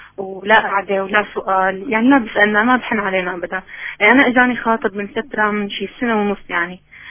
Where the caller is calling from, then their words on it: Damascus, Damascus Governorate, Syria; يعطيك العافية شيخ، أنا من الشام